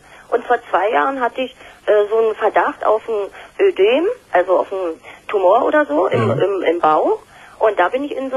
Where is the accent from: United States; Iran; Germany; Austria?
Germany; East Germany; ich bin in der DDR aufgewachsen, 1950 geboren eben.